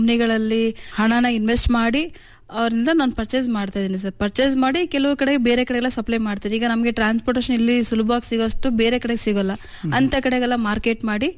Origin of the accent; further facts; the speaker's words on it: Chitradurga, Karnataka, India; ನಾನು ಹುಟ್ಟಿ ಬೆಳೆದೆಲ್ಲ ಇಲ್ಲೇ ನಮ್ದೊಂದು ಮಧ್ಯಮಸ್ಥ ಕುಟುಂಬ ನಮ್ಮದು ನನ್ನ ಓದೆಲ್ಲ ಇಲ್ಲೇ ಸೆಂಟ್ ಜೋಸೆಫ್ ಕಾನ್ವೆಂಟ್ ಅಲ್ಲಿ ನಾನು ಎಲ್ ಕೆ ಜಿಯಿಂದ ಹಿಡಿದು ಟೆಂತ್ ವರೆಗೂ ಮುಗಿಸಿರೋದು